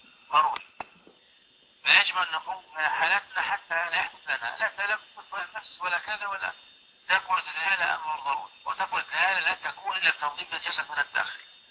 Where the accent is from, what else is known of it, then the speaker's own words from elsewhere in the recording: Libya; هذه عندنا في ليبيا. لا يعقد القران إلا بهذه الشهادة